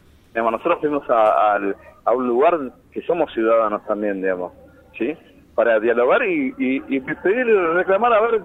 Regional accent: Argentina; Nosotros tenemos origen paraguayo, somos argentinos de esta generación, vivimos, en el caso de Gabriel, 45 años, en el caso mío, 52, somos re argentinos

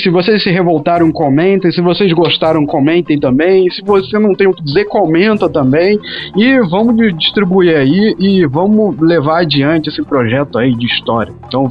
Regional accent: Rio de Janeiro, Brazil; Eu sou de Campo Grande, no Rio.

